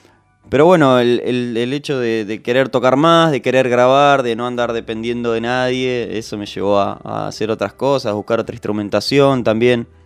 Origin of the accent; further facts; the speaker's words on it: Mar del Plata, Buenos Aires Province, Argentina; moved away as an adult; now in La Plata, Argentina; Yo canto en una banda que se llama … que somos todos de Mar del Plata, que nos vinimos acá en La Plata en el 2009.